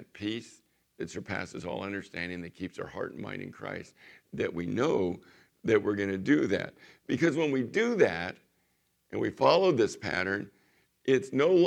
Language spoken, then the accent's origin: English; Chula Vista, California, United States; that I was this kid from the San Diego area in Chula Vista, and, you know, during the Vietnam era